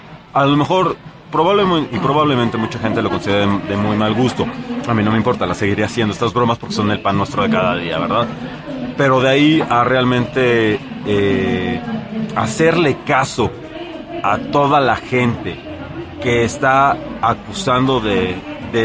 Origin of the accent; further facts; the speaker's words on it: United States; now in Mexico; cuando éramos niños en Estados Unidos había un dulce